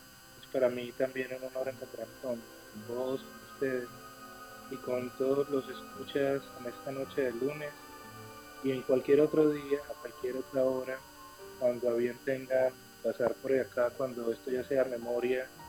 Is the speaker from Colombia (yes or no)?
yes; Medellín, Antioquia, Colombia; born there; Mira, yo nací en Medellín, desde aquí estamos conversando y aquí escribo a diario.